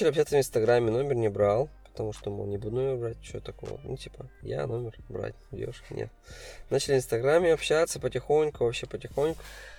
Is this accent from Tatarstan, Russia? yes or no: yes; Kazan, Tatarstan, Russia; now in Kemerovo, Russia; Да, все здесь, в Казани. Нет, хочу сюда, конечно, вернуться. В Казани хочется играть. Все на родной город, всегда скучаю.